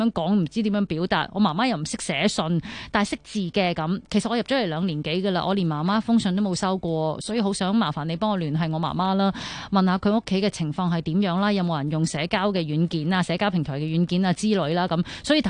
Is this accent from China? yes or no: no; Taiwan; 喂，你好啊，我系台湾人嚟噶